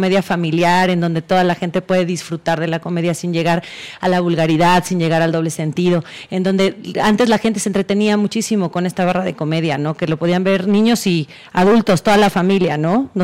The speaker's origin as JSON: {"language": "Spanish", "region": "San Luis Potosí", "country": "Mexico", "tie": "born or raised there", "said": "yo soy de San Luis Potosí, yo vivía con mis abuelitos y mi mami allá en San Luis Potosí"}